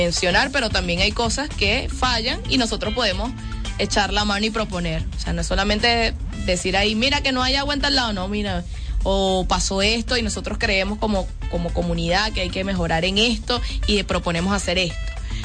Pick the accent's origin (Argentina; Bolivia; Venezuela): Venezuela; como venezolanos y venezolanas